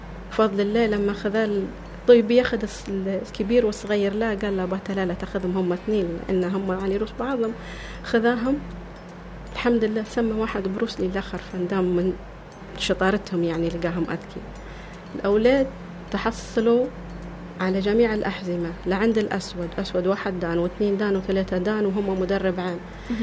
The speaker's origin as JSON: {"language": "Arabic", "country": "Libya", "said": "هي مش ليبية وأنا ليبية"}